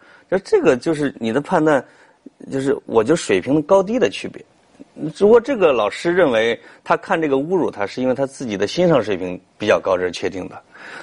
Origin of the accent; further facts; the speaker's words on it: China; 就是我们中国人的这个脑子里边营养不太良好。